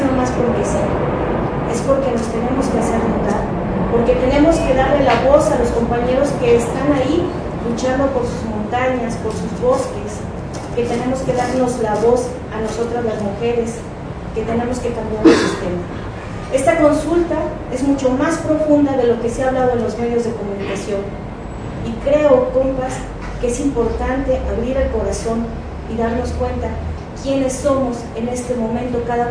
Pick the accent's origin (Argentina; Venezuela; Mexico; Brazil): Mexico; Xochimilco, Mexico City; soy originaria de Xochimilco, mis abuelos son originarios de Xochimilco